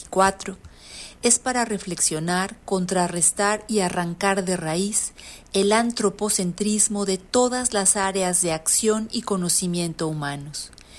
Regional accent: Xalapa, Veracruz, Mexico; de Jalapa, Veracruz, México.

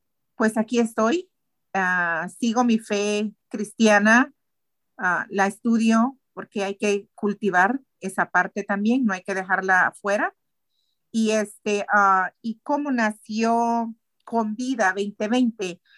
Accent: Guatemala; Soy de Guatemala. He crecido de muchas maneras.

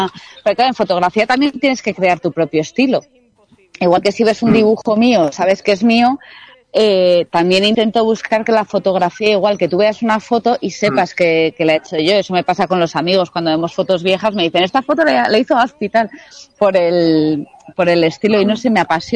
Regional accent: Basque Country, Spain; Pero yo soy vasca, entonces cada vez que puedo yo me escapo a Euskadi a ver a mi familia y así.

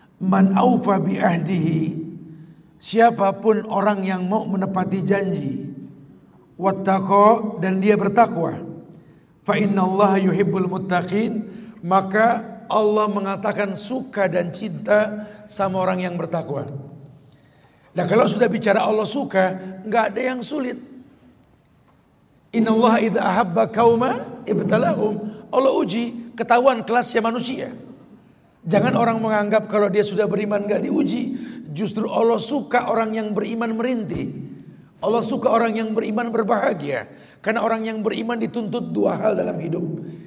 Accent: Jakarta, Indonesia; Kita lahir di Betawi nih bro. Gede di Jakarta.

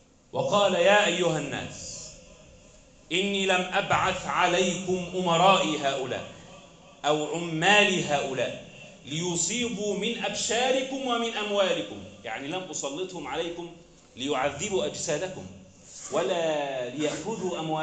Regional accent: Egypt; بلدنا مصر

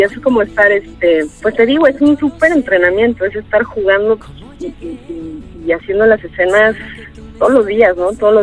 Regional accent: Mexico; que muchas veces como mexicano ni siquiera conoces lo que tienes junto, ¿no?

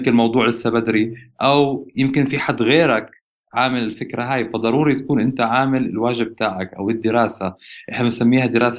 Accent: Jordan; يعني أنا بعرف الشباب ما شاء الله عندنا بالأردن مخهم نظيف

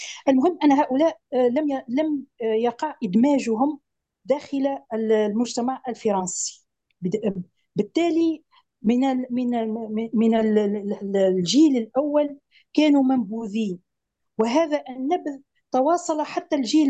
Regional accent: Tunisia; بما أني من تونس،

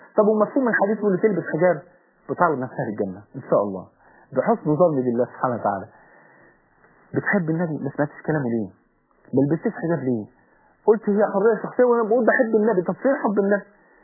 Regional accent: Egypt; يا جماعه ده لسه من ثلاث ايام عندنا في مصر هنا

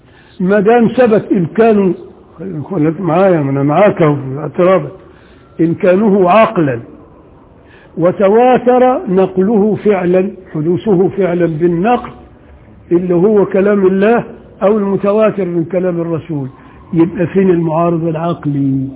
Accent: Upper Egypt, Egypt; انا راجل صعيدي وبغير على اللي هنا

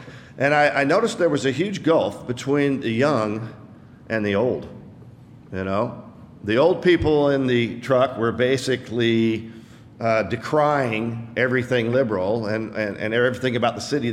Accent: Seattle, Washington, United States; moved away as an adult; I was born and raised in Seattle. Came here in 1978 to go to college and the Lord said, this is where you're going to stay.

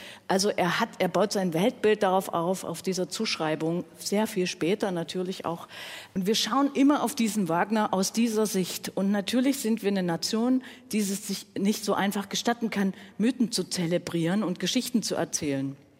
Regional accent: Dresden, Saxony, Germany; darf ich auch sagen als Dresdnerin, mit dem Humor.

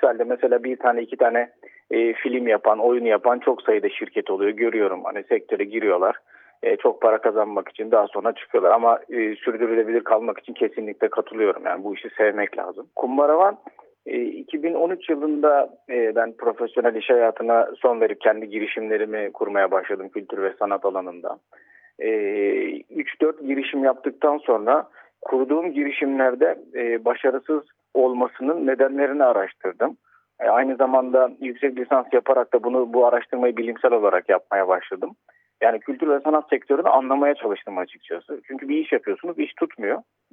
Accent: Istanbul, Turkey; born there; Ben 1985 yılında İstanbul'da doğdum

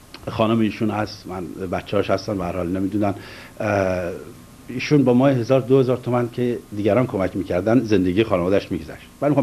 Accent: Iran; من از ایران اومدم شیعه هستم

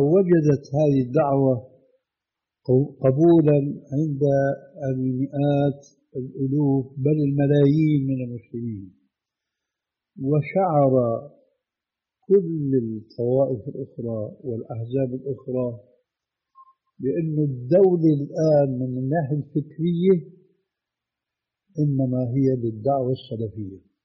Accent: Syria; لذلك العملية كما يقولوا عندنا في الشام بدها زكتار

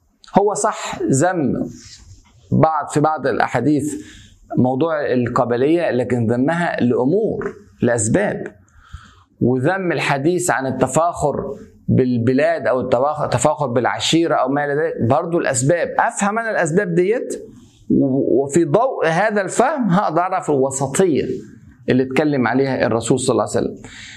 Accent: Egypt; طبعا عشان أنا مصري والحمد لله أفتخر أن أنا مصري

